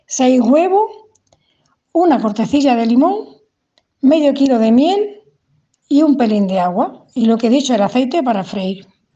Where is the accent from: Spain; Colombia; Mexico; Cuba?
Spain; El Puerto de Santa María, Andalusia; Típicas de mi pueblo, del puerto de Santa María, Cádiz.